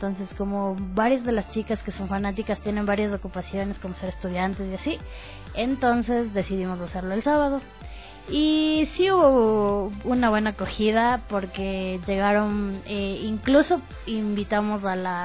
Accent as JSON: {"language": "Spanish", "town": "Quito", "region": "Pichincha", "country": "Ecuador", "said": "Entonces, solo Vero y yo somos las únicas que somos de Quito."}